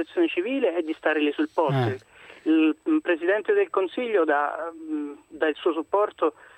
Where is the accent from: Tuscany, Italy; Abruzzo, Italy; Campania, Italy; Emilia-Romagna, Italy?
Abruzzo, Italy; L'Aquila; io chiamo perché da aquilano, quindi terrestre